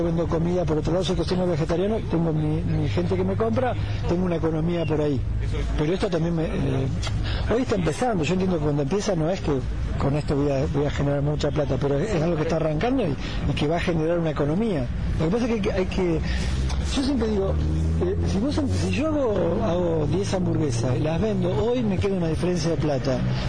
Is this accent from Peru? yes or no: no; Argentina; Somos argentinos y la lista era grande